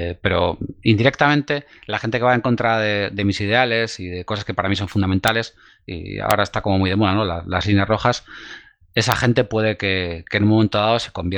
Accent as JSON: {"language": "Spanish", "town": "Bilbao", "region": "Basque Country", "country": "Spain", "tie": "born or raised there", "also_born_or_lived": "Sopelana", "said": "mi infancia la pasé en Bilbao, en Basurto. Viví unos años en Sopelana, estudié en el Instituto de Plencia"}